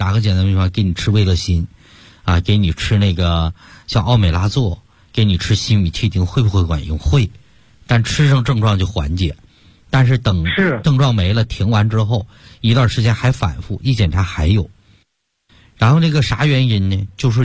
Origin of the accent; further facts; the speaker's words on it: Yanbian, Jilin, China; 像我们延边人比较爱吃牛肉了